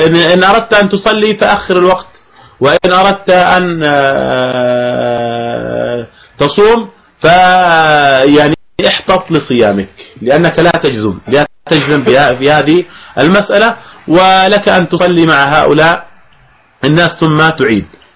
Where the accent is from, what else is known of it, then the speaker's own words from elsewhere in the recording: Jordan; بما يعني أجزم به في عندنا في الأردن